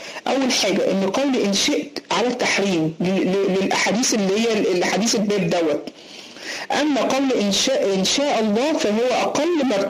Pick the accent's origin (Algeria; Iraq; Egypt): Egypt; زي ما بنقول علينا عندنا في مصر